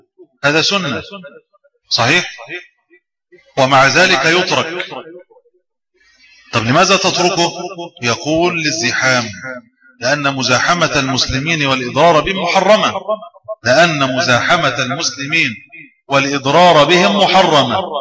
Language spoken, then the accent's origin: Arabic; Egypt; وأنا كنت أتخيل أن المشكلة دي عندنا في مصر